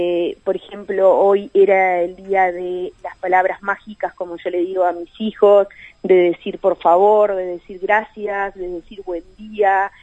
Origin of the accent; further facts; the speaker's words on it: Mercedes, Soriano, Uruguay; yo soy de Mercedes